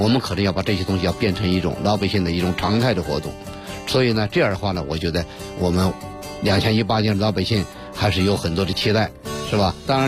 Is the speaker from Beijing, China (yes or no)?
yes; Beijing, China; 因为现在3亿人上冰雪，我们北京人首先得做到啊